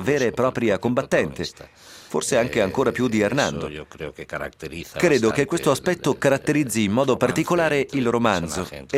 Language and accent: Italian; Spain; Italian is a second language; periodo fondamentale nella storia della Spagna. Credo che nel XVI secolo, fondamentale nella storia del mio paese